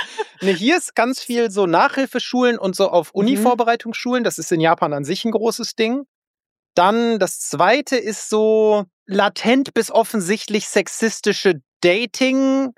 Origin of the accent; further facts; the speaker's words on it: Northern Germany, Germany; Aber ich glaube, es ist als Norddeutscher einfach, wir sind da zu steif.